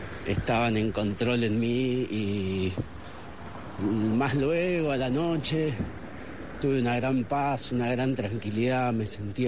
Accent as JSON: {"language": "Spanish", "town": "Concepción del Uruguay", "region": "Entre Ríos", "country": "Argentina", "tie": "born there", "said": "aquí en la villa del Arroyo de la China, colonialmente renombrada Concepción del Uruguay, ciudad donde nací, en Entre Ríos"}